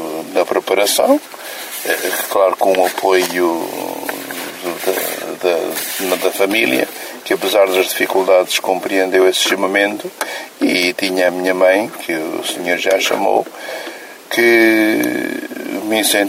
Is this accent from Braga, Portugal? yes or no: no; Aveiro, Portugal; E procurou-se que fosse admitido em Aveiro, de onde eu sou natural.